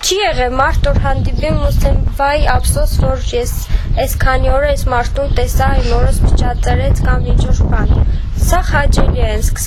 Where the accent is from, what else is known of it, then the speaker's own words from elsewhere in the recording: Gyumri, Shirak, Armenia; մենք Գյումրիից ենք, բայց միշտ արցախցիների հետ ենք